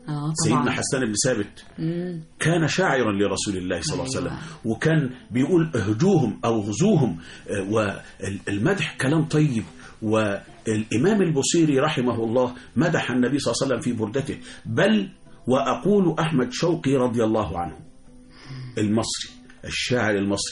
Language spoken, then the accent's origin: Arabic; Egypt; وإحنا كشعب مصر، إحنا كمصريين كل حاجة عندنا بالصلاة على النبي